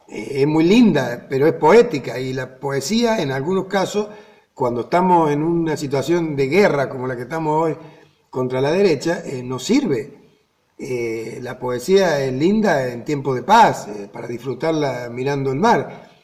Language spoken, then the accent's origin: Spanish; Argentina; Por la concepción del argentino, por cómo somos los argentinos